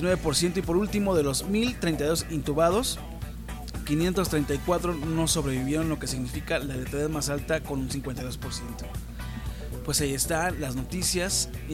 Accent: Mexico; la forma en que percibimos la pandemia nosotros como mexicanos

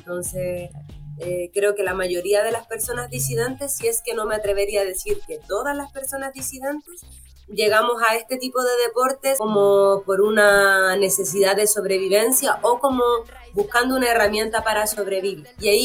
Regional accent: Macul, Santiago Metropolitan Region, Chile; also born or lived in San Bernardo; nací aquí en Santiago, en San Bernardo primero, luego casi toda mi vida la pasé en Macul, como entre Macul, la Florida, siempre vivía como por ahí. Vivía muy cerca del Estadio Monumental

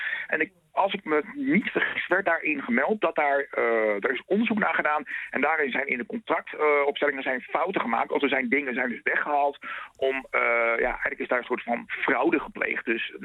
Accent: Groningen, Netherlands; Delfzijl is voor mij een bekende plek, maar ik kom uit Groningen.

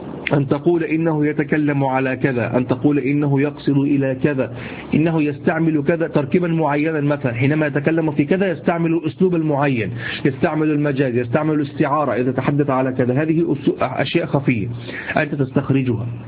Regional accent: Egypt; شفت اليمام اللي احنا عندنا في مصر

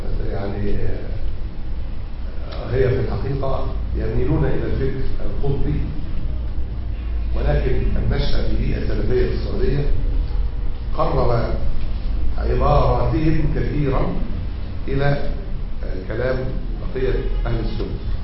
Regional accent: Egypt; يعني مسألة الأحداث الأخيرة اللي عندنا في مصر

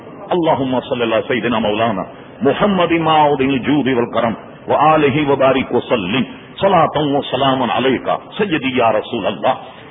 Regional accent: Hyderabad, Telangana, India; میں نے اس لیے کہا کہ میں حیدرآباد دکن کا رہنے والا ہوں, سقوط حیدرآباد دکن میرے سامنے ہوا. میں اس وقت بہت سمجھدار تھا, 48 سن میں بہت سمجھتا تھا

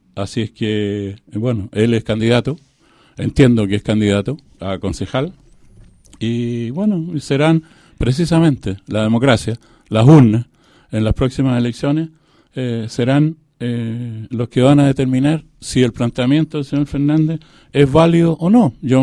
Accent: Chile; como todo chileno y todo saballarino, me llama poderosamente la atención

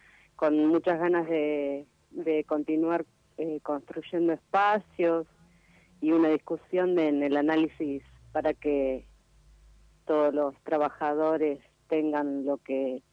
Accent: General Rodríguez, Buenos Aires Province, Argentina; somos de acá, de General Rodríguez

